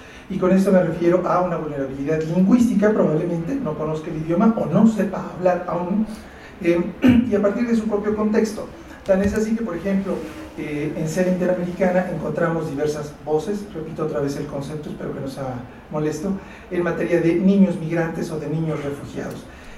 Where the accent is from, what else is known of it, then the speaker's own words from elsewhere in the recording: Mexico; Nosotros como mexicanos